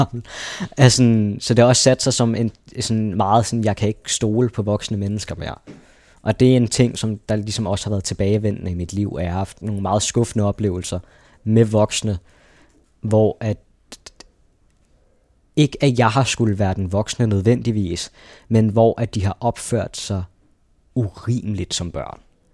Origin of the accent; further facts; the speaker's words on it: Charlottenlund, Capital Region of Denmark, Denmark; Jeg voksede op i Charlottenlund, en uskyldig barndom, jeg tit tænkte tilbage på